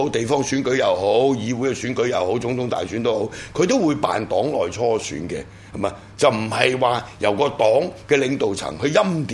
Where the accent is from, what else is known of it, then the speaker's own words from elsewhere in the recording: Hong Kong; 我们在香港土生土长